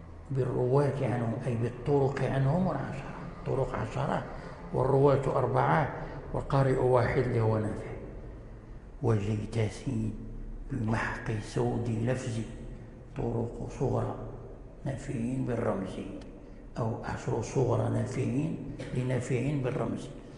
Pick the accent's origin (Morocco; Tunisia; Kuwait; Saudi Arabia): Morocco; ولذلك جرى العمل عندنا في المغرب